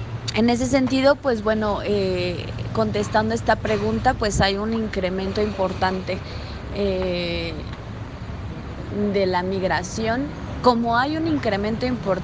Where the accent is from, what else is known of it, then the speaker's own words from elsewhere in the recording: Mexico; soy de México